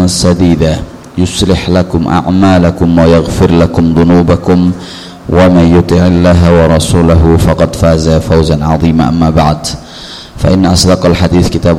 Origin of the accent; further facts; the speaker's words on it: Paciran, East Java, Indonesia; also born or lived in Egypt; Saya asli orang Jawa Timur, orang Lamongan, Pantura. Tepatnya desa dusun Paciran, desa Paciran, kecamatan Paciran. Kalau pernah ke WBL, insya Allah lewat depan rumah saya.